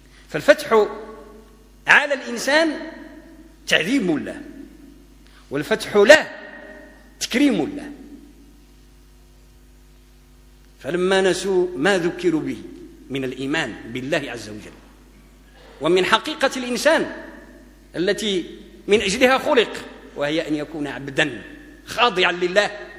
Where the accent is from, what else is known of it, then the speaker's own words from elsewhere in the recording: Morocco; يعني احنا مغاربة وكثير من الناس يقولوا الله يفتح عليك